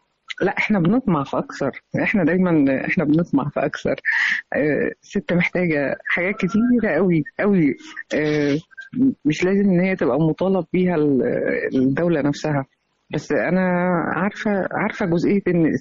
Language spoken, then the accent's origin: Arabic; Egypt; أنا بقول أنا مصرية في كل مكان.